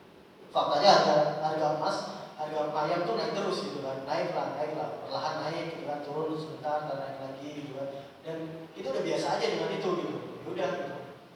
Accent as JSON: {"language": "Indonesian", "region": "Aceh", "country": "Indonesia", "said": "saya orang Aceh, mie Aceh tetap enak"}